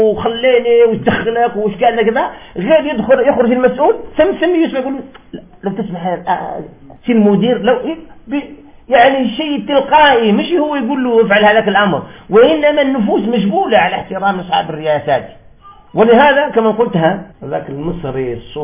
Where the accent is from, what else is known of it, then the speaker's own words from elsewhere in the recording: Algeria; وهذا الوجهاء في هذا الزمان ما بقاوش عندنا في الجزائر